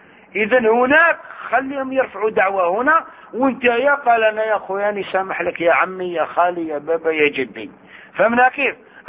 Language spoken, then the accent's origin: Arabic; Algeria; احنا عندنا في الجزائر وغيرها